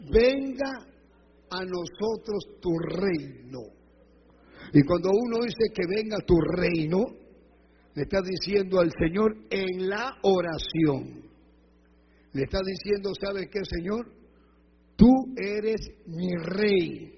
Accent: Peru; now in Ecuador; Yo podía haberme ido a Perú y dejado el Ecuador y vivir en el Perú, porque soy peruano

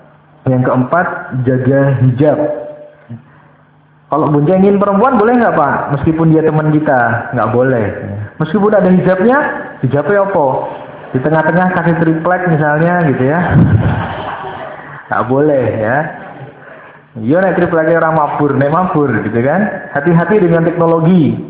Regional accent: Java, Indonesia; Di dalam Islam, di dalam adat kita sebagai orang Jawa

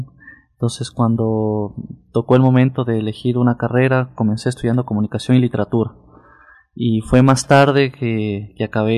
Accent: Quito, Pichincha, Ecuador; born there; Bueno, yo nací aquí en Quito, hace 31 años.

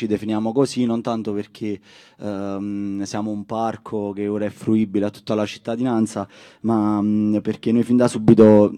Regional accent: Casoria, Campania, Italy; vengo da Casoria, un comune nell'area nord di Napoli.

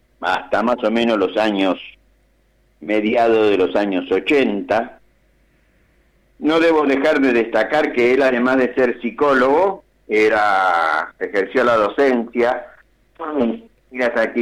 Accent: Cañuelas, Buenos Aires Province, Argentina; born there; Nosotros nacimos en Cañuelas. En la calle Libertad 673, donde hoy está el Banco Santander.

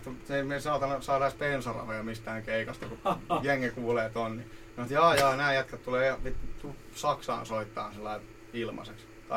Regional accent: Hyvinkää, Uusimaa, Finland; Itsehän olen Hyvinkäältä alun perin.

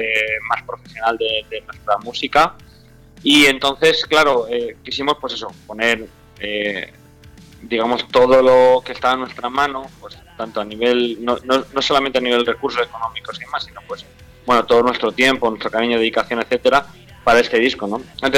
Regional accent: Manises, Valencian Community, Spain; nosotros somos los de Manises, excepción de Alex, que es el bajista. Somos la que de Manises

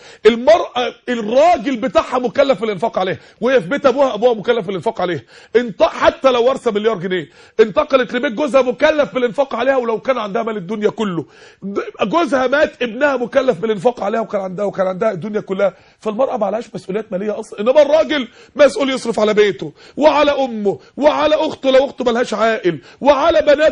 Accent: Egypt; عندنا في مصر 16 مليون عانس ومطلقة

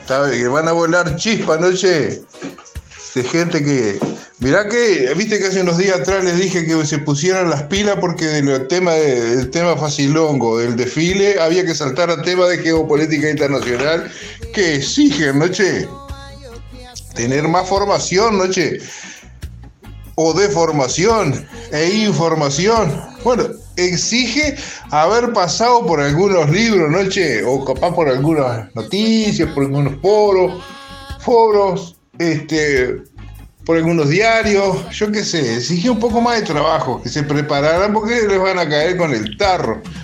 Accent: Bolivia; Yo soy también de Bolivia, ¿viste?

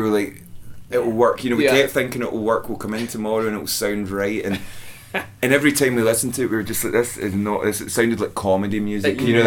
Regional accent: United Kingdom; I think as British people, British folk are so self-aware and self-conscious, and definitely, we couldn't do that.

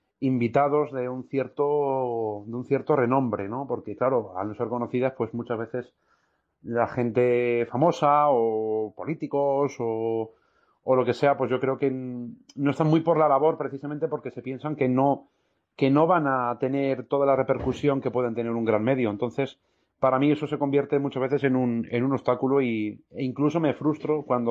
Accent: Móstoles, Community of Madrid, Spain; estuve colaborando en la emisora municipal de mi pueblo, de Móstoles.

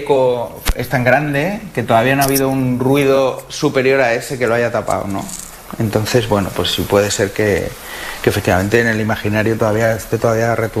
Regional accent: Segovia, Castile and León, Spain; moved away as an adult; yo me fui de Segovia con 20 años, que siempre te vas de una ciudad pequeña, y fui a Madrid y claro, flipas, claro.

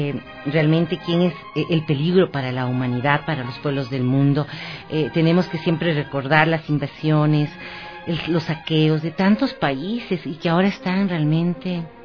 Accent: Ecuador; eso es lo que nos caracteriza como pueblo ecuatoriano y como pueblos latinoamericanos

